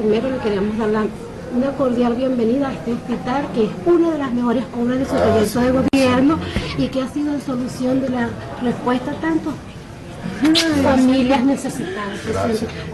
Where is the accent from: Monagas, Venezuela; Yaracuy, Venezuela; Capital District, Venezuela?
Monagas, Venezuela; Caripe del Guácharo; De Cariper Guácharo.